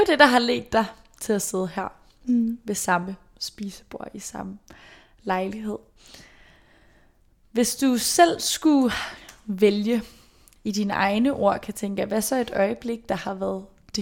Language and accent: Danish; Brøndby, Capital Region of Denmark, Denmark; Jeg kommer selv fra Brøndby